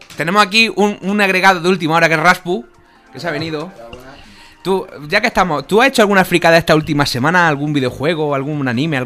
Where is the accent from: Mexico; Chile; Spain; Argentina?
Spain; Bueno, somos españoles, podemos ganar.